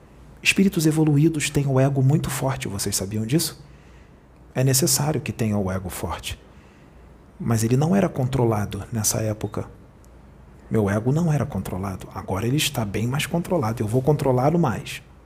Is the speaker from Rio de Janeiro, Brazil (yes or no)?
yes; Rio de Janeiro, Brazil; Eu não fui até onde ele está, porque eu sou do Rio e ele é de Porto Alegre.